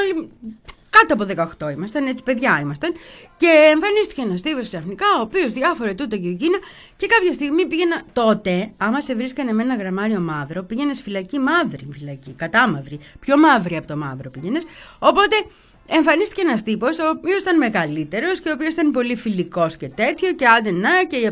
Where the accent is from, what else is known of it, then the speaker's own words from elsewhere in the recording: Petroupoli, Attica, Greece; Εγώ έμεινα τώρα, μεγάλωσα στην Πετρούπολη.